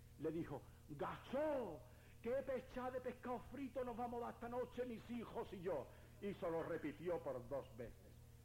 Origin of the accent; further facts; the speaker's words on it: Andalusia, Spain; por la reivindicación de nuestros derechos postergados, que como andaluces tanto sabemos en el orden político, social y económico en nuestro país.